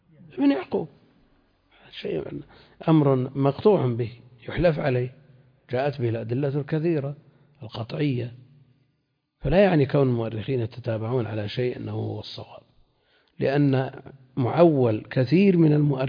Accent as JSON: {"language": "Arabic", "region": "Najd", "country": "Saudi Arabia", "said": "عندنا في نجد"}